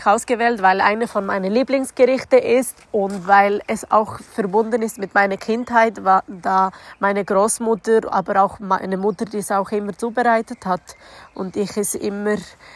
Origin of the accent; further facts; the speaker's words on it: North Macedonia; Ich komme aus Mazedonien.